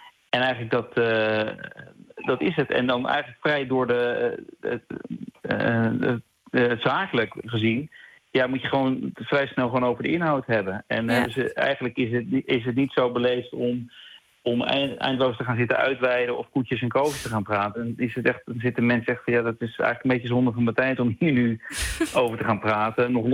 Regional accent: Netherlands; now in New York, United States; Nu hebben wij denk ik ook als Nederlander wel, want het klinkt nu heel negatief voor hoe wij dan misschien overkomen.

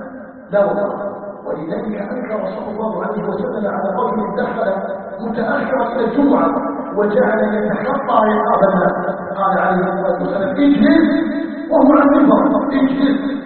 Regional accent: Algeria; نسأله تبارك وتعالى أن يجعل بلدنا الجزائر آمنا مطمئنا مستقرا

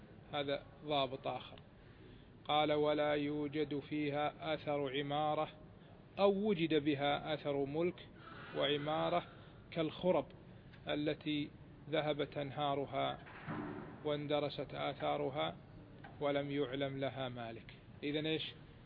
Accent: Kuwait; الآن صار معروف حتى عندنا في الكويت

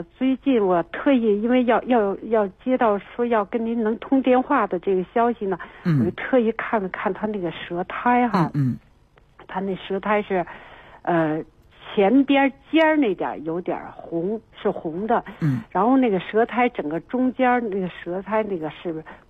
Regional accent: Beijing, China; 我们是北京人

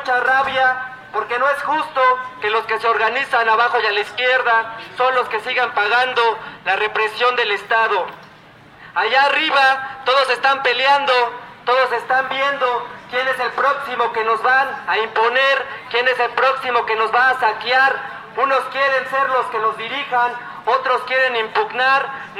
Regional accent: Puebla, Mexico; Nosotros venimos de la ciudad de Puebla.

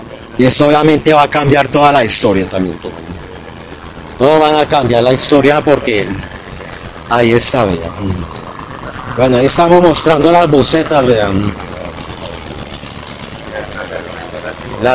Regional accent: Bogotá, Colombia; desde Bogotá, en mi ciudad natal de Tunjuelito

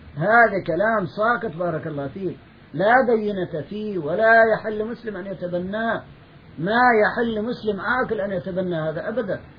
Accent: Palestine; هو ألباني وأنا فلسطيني،

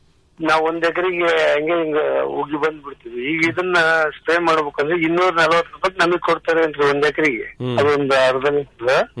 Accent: Nitigere, Karnataka, India; Nitigere.

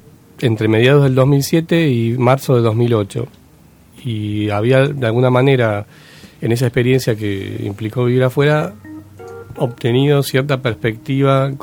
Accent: Buenos Aires, Argentina; como porteño no conocía cuáles eran realmente los motivos de tanta violencia social

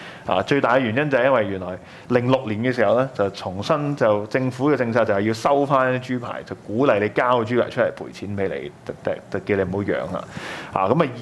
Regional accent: Hong Kong; 甚至乎都夠我哋香港人自己食嗰個新鮮豬嘅供應

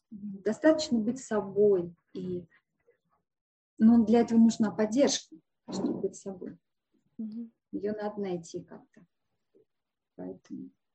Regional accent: Russia; Я ведь татарка. Я не русская, я татарка. В татарской культуре возраст дает женщине преимущество.

